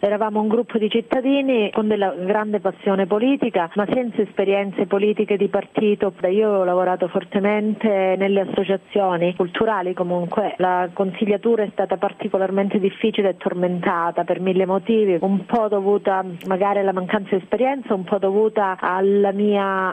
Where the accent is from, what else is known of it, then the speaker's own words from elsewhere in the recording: Calabria, Italy; born there; Io mi sento profondamente italiana, io mi sento italianissima. Sono nata in Calabria, ho studiato a Bologna, vivo in Calabria per scelta